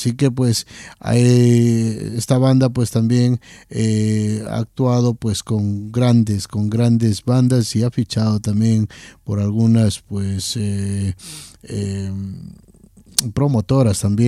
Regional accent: Ecuador; les voy a presentar dos bandas de mi tierra, de Ecuador.

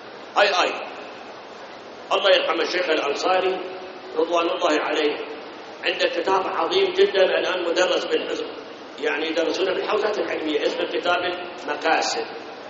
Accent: Iraq

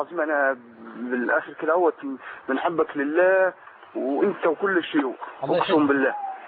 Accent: Egypt; now in Libya; انا مصري وقاعد في ليبيا

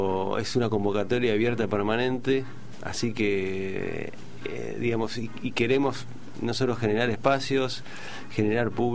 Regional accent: El Palomar, Buenos Aires Province, Argentina; yo vengo de Palomar, ¿no? Yo soy de Palomar

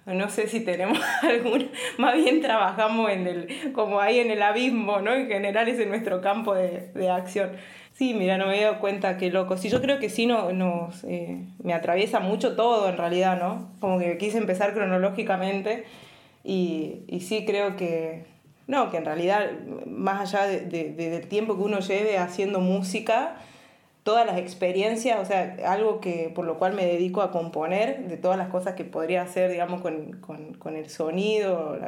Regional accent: San Ramón de la Nueva Orán, Salta, Argentina; born there; yo nací en San Ramón de la Nueva Orán, en el interior de Salta, el interior del interior.

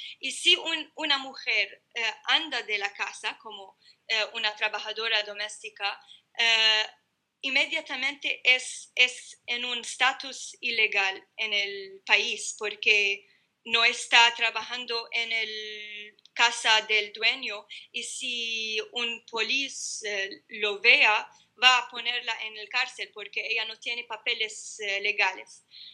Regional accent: North Governorate, Lebanon; hacen chistes sobre nuestra cultura, nuestro acento, porque es diferente en el norte

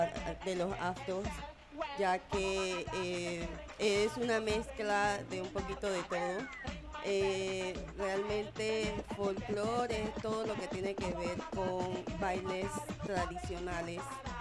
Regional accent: Panama City, Panamá, Panama; Nací en el barrio de Marañón, después viví un tiempo en el barrio de Pelo Nuevo, un barrio en el centro de Río Abajo

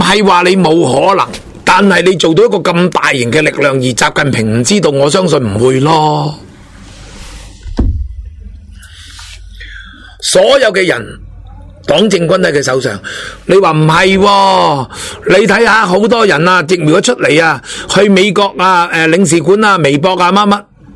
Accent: China; 但系佢哋忘记咗，我哋系中国人

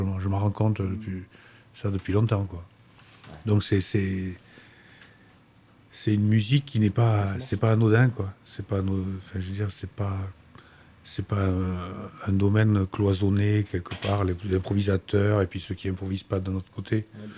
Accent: Bordeaux, Nouvelle-Aquitaine, France; born there; now in Gers, France; père vient du Liban. Ma mère est espagnole. Je suis né à Bordeaux. Et j'habite dans le Gers depuis 1996

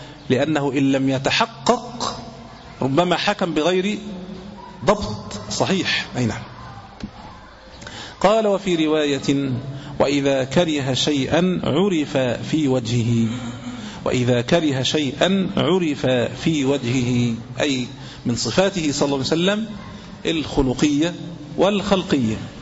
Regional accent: Egypt; لكن لو سألتني أنا مثلا كمصري أنا لا أكل

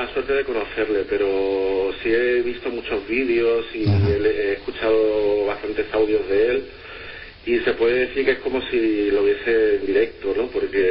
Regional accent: Málaga, Andalusia, Spain; Sí, yo soy malagueño.

